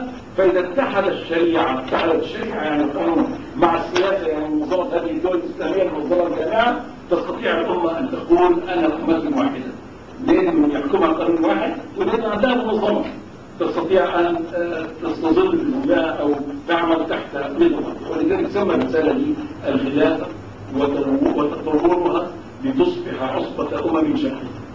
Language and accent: Arabic; Egypt; وكان في عندنا في مصر بعد كده سنتين